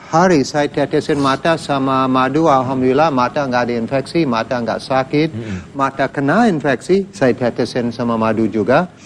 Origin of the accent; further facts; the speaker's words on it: United States; Indonesian is a second language; now in Indonesia; Saya besar di Amerika, sekolah di Amerika, juga mantan Angkatan Udara Amerika.